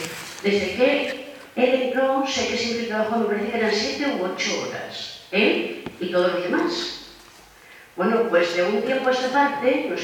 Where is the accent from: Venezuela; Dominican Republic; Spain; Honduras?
Spain; Y por lo visto, bueno, somos españoles.